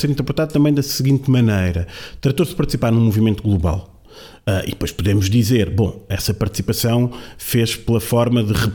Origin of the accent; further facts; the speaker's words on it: Lisbon, Portugal; como bom lisboeta